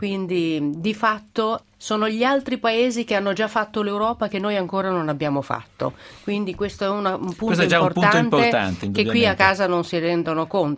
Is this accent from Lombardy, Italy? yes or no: yes; Milan, Lombardy, Italy; io sono una milanese che ha fatto il percorso al contrario 30 anni fa da ragazza, e quindi andai a fare l'università a Napoli